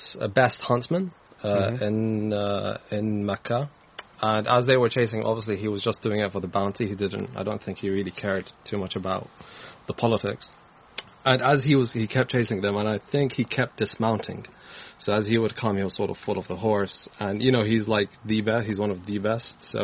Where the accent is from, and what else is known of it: Iraq